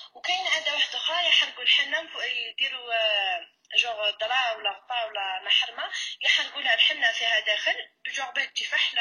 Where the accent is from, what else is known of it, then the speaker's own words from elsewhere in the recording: Tlemcen, Tlemcen Province, Algeria; حنا من تلمسان عندهم العادة